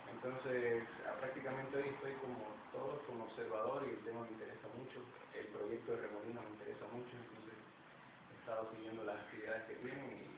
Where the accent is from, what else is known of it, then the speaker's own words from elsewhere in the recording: Bolivia; also born or lived in Cochabamba, Bolivia / Colombia / Cuba; vengo de Bolivia